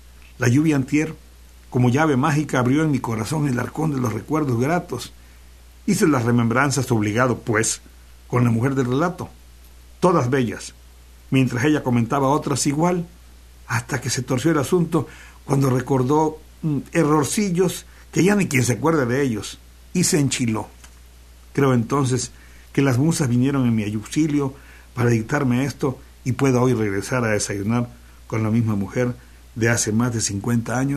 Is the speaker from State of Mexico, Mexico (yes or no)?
no; Xalapa, Veracruz, Mexico; Soy de Radio UV y soy jalapeño.